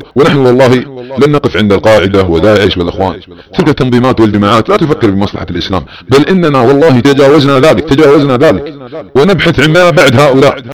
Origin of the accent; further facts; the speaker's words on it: Saudi Arabia; سنقطع هلوستهم التي تدور على أبناء وطني في المملكة العربية السعودية وتدور على بلادنا السعودية